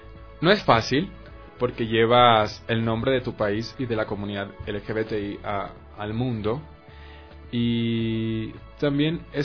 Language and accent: Spanish; Manabí, Ecuador; Como manavita que soy, muy orgulloso de representar mi tierra y ahora representar a mi país.